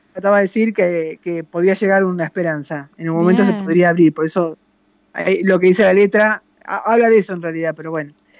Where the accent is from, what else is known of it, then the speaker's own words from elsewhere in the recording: Colón, Entre Ríos, Argentina; nací a la orilla del río, viví en Colón, que también está el río Uruguay, y después me vine acá al río de la Plata.